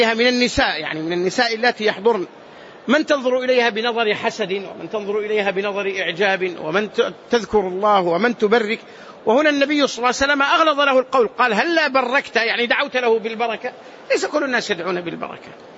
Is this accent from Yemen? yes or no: no; Medina, Medina Province, Saudi Arabia; قال أنت من السعودية؟ قلت نعم من المدينة.